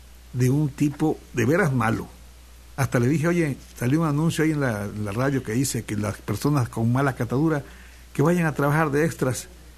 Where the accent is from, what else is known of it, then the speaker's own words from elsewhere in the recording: Veracruz, Mexico; now in Xalapa, Mexico; Pero yo me siento jarocho, ¿ya? Y ahora jalapeño.